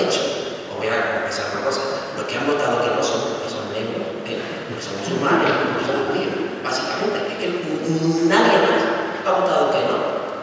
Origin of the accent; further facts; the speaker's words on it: Málaga, Andalusia, Spain; Vale, yo soy de Málaga.